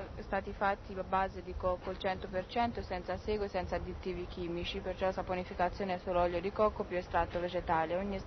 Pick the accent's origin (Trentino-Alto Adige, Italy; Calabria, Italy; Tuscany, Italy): Tuscany, Italy; Castiglion Fiorentino; Cassian Fiorentino Arezzo, in Toscana.